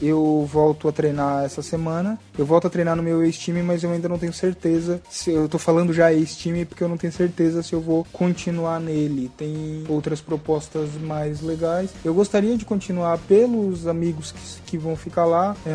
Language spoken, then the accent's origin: Portuguese; Santa Catarina, Brazil; Eu sou de Santa Catarina, o campeonato foi em Blumenau.